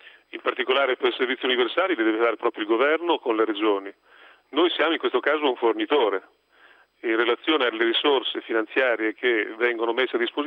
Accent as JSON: {"language": "Italian", "town": "Rimini", "region": "Emilia-Romagna", "country": "Italy", "said": "io sono anch'io dell'Adriatica, vengo da Rimini."}